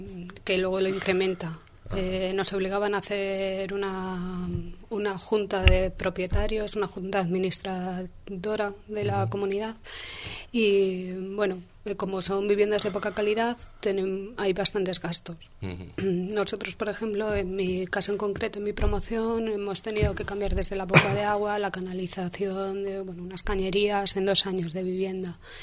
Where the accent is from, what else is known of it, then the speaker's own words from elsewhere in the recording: Madrid, Community of Madrid, Spain; como ciudadana madrileña quería saber a quién habían vendido la vivienda de protección oficial que habíamos pagado todos los madrileños